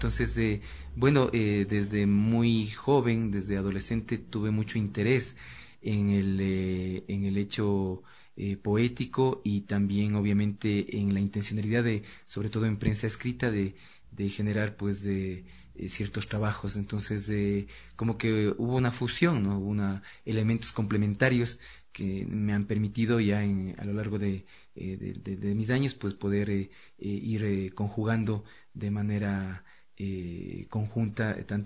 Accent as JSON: {"language": "Spanish", "town": "Otavalo", "region": "Imbabura", "country": "Ecuador", "tie": "born or raised there", "said": "al trabajo de difusión en mi ciudad natal, en Otavalo"}